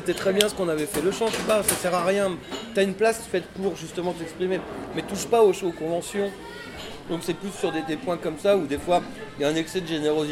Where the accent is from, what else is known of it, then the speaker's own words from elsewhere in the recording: Levallois-Perret, Île-de-France, France; Moi, je suis français parisien.